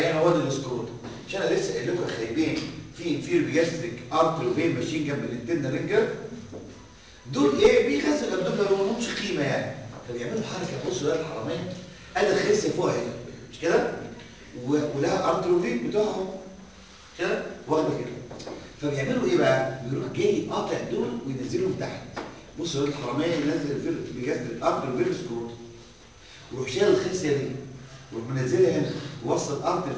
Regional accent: Egypt; يا فيري سمول فيري ليميتد فيري ليميتد عندنا في مصر حاجات فيري اكستنسيف عن كده

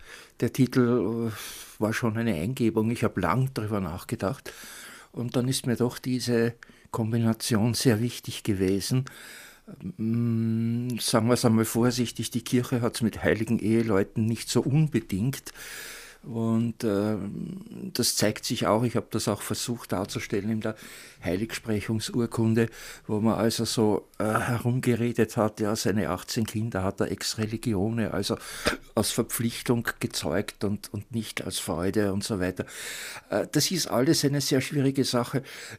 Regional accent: Lower Austria, Austria; als Niederösterreicher, dessen Mutter Leopoldine heißt und dessen Großvater Leopold heißt

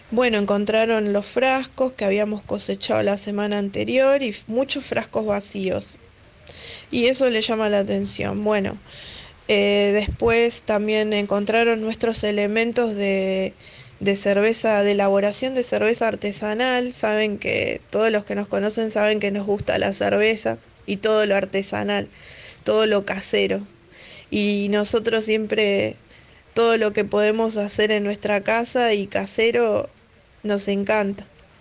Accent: Mar de Ajó, Buenos Aires Province, Argentina; born there; Yo soy nacida en Mar de Ajó

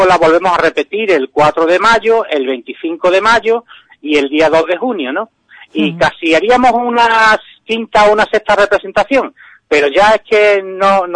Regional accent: Ubrique, Andalusia, Spain; somos gente de Ubrique las que lo llevamos adelante.

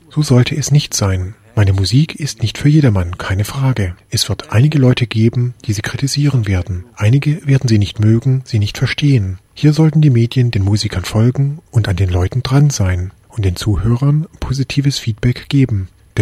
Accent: India; Ich selbst spreche über Indien, denn ich bin Inder

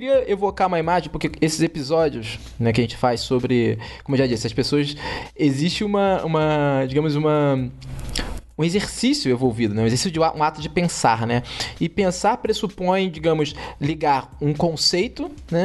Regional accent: Rio de Janeiro, Brazil; Porque eu cresci nos anos 90, no Rio de Janeiro

